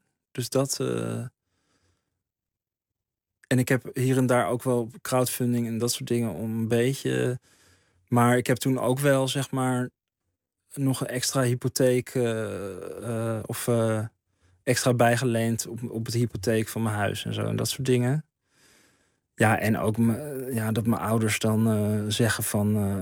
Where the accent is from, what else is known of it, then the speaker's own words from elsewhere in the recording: Bloemendaal, North Holland, Netherlands; Dus dan zeg ik niet zo snel dat ik uit Bloemendaal kom, denk ik.